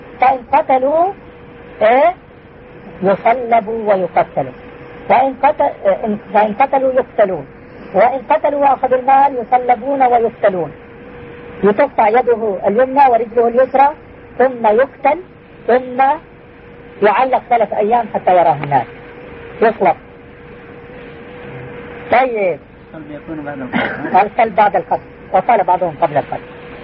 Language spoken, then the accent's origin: Arabic; Jordan; الآن 48% إلى 50% من القضاة نصارى عندنا في الأردن.